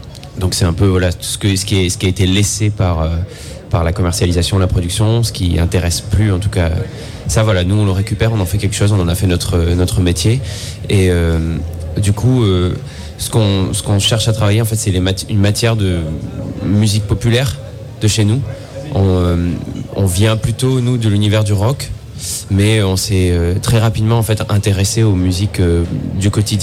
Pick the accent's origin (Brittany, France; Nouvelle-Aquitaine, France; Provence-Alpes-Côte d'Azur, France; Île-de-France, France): Nouvelle-Aquitaine, France; qui a un rapport avec ce qu'on vit au quotidien chez nous en Corrèze, quoi.